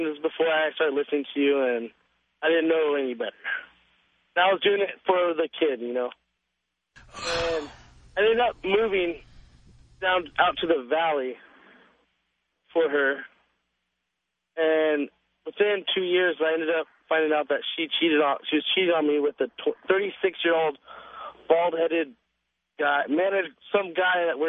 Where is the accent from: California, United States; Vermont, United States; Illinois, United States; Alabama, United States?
California, United States; Valencia; That is the valley to me when I was born and raised down right on